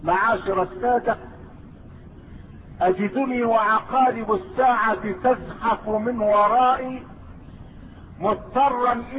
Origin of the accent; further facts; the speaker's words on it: Egypt; لكن المستهزئين عندنا في مصر اخرجوا مسرحية